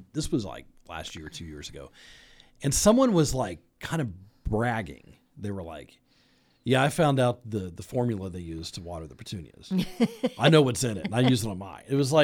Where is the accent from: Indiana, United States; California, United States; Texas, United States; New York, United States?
Indiana, United States; Kokomo; I mean, I grew up in Kokomo, and all of our streets downtown were one-way.